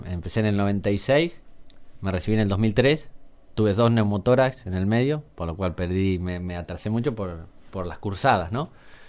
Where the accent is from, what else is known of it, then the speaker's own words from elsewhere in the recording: Casbas, Buenos Aires, Argentina; born there; Nací en Casbas. Uh-huh. Nací en Casbas, hijo de madre soltera